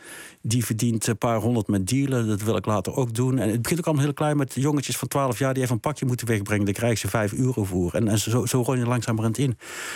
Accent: North Brabant, Netherlands; Kijk, Brabant is natuurlijk een geval apart. Ik ben zelf Brabander.

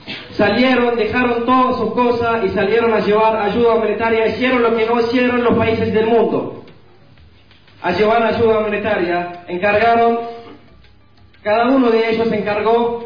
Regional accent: Gaza, Gaza Strip, Palestine; Spanish is a second language; aquí, soy palestino de Gaza.

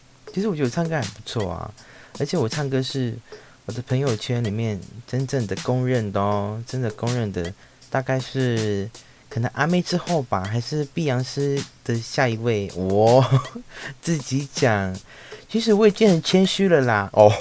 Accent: Taimali, Taitung County, Taiwan; 因为我老家在泰马里。然后我刚刚讲的是台湾话，是东排的台东的那边台马里的部分，但是说实话我也不是很纯的原住民

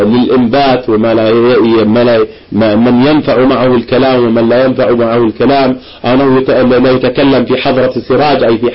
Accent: Irbid, Irbid Governorate, Jordan; عندنا في إربد

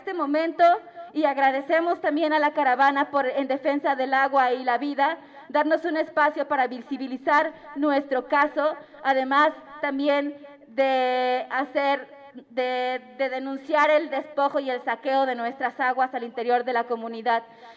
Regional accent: Oaxaca, Mexico; formo parte del colectivo de Mujeres Mazatecas por la Libertad. Vengo de Oaxaca, de la región Mazateca, que queda al norte del estado de Oaxaca.

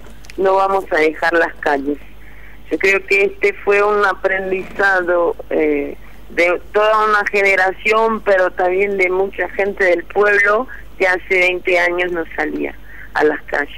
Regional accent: São Paulo, Brazil; Spanish is a second language; Yo soy de São Paulo. Yo vivo hoy en una favela de la región oeste de la capital, pero yo soy nacida en ABC Paulista, que es la región conurbada de São Paulo

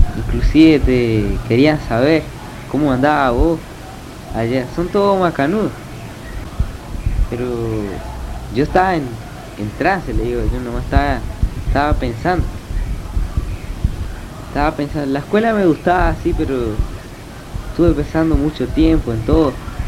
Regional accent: Castelli, Chaco, Argentina; Y además estaba vos y estaba parte de mí en el Chaco. Estaba mi pueblo ahí, Castelli.

